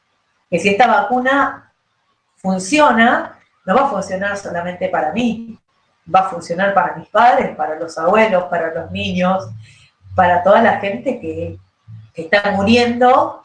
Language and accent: Spanish; Berazategui, Buenos Aires Province, Argentina; tengo 41 años, soy de Berazategui